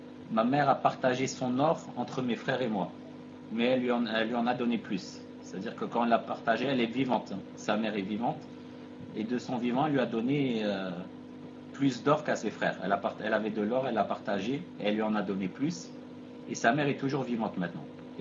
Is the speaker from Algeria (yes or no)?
yes; Algeria; La noix de muscade, chez nous en Algérie, on l'appelle Jouz-Tib.